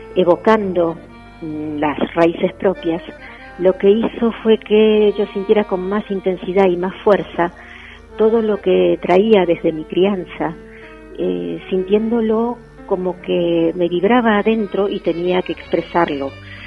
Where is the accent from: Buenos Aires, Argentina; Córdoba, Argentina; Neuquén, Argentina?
Buenos Aires, Argentina; moved away as an adult; now in Madrid, Spain; Vengo desde Buenos Aires, Argentina, hasta Madrid.